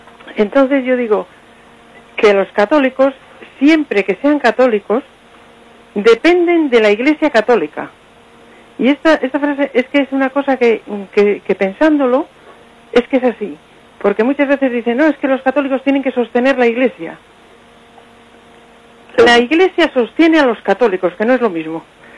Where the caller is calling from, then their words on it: Potes, Cantabria, Spain; de Potes.